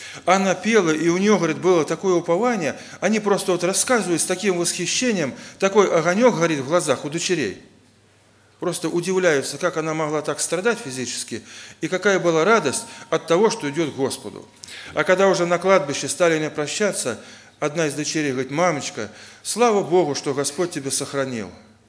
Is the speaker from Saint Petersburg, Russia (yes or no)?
no; Oryol, Oryol Oblast, Russia; Также я из Орла, из Орловской церкви.